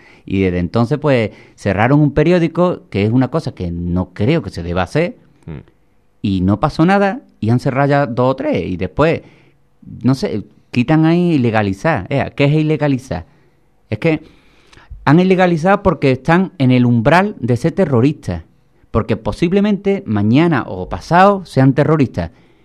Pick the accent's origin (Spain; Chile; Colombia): Spain; Villamartín, Andalusia; born there; ¿Pero tú dónde naciste? En Cádiz. ¿Pero en Cádiz? No, en Villamartín, que está al lado de Sevilla.